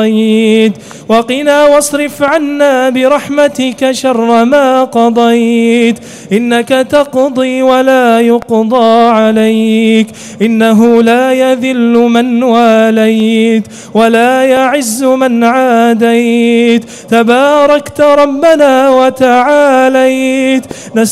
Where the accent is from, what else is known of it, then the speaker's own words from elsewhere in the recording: Kuwait; اللهم اجعل بلدنا الكويت آمنة مطمئنة